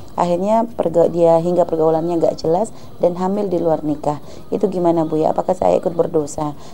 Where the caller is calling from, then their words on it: Sumber, Indonesia; saya dari Sumber punya 3 anak dan tempat tinggal saya itu di depan musola.